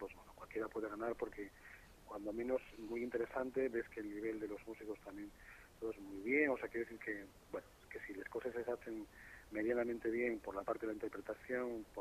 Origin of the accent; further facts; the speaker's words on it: Gijón, Asturias, Spain; yo que soy de Sisión y que voy a ver conciertos de otras cosas y demás